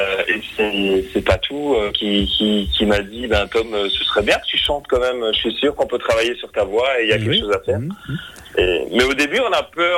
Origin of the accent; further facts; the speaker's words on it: Nevillers, Grand Est, France; je suis originaire, si vous voulez, de Nevillers, près d'Auterbourg. C'est à 2-3 kilomètres de Mauternes.